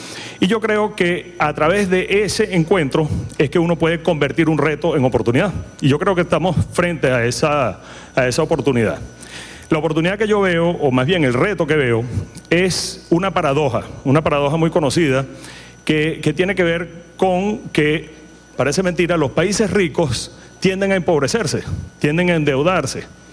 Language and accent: Spanish; Venezuela; esa es la gran invitación que tenemos ahorita como venezolanos para transformar materia prima en valor agregado para exportación.